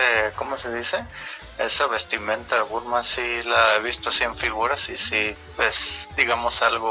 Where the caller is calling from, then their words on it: Guadalajara, Jalisco, Mexico; Yo soy de Guadalajara.